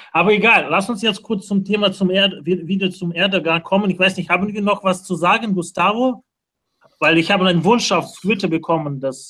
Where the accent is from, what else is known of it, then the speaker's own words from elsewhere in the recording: Moscow, Russia; ich komme selbst aus Russland, komme so aus Moskau.